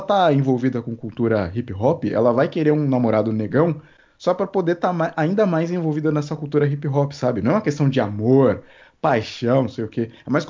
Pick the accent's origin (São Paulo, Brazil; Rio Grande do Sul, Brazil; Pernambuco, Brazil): São Paulo, Brazil; Carapicuíba; Mal imagina ela que eu sou de Carapicuíba.